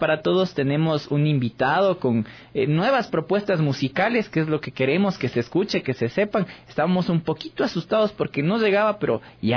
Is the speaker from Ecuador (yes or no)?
yes; Ecuador; Quito parece un día cívico porque solo falta que estén más banderas por las calles para decir que somos ecuatorianos y nos sentimos orgullosos de ser ecuatorianos.